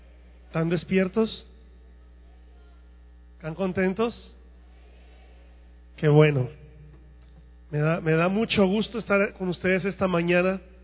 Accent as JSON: {"language": "Spanish", "country": "Mexico", "said": "soy mexicano, de hueso colorado."}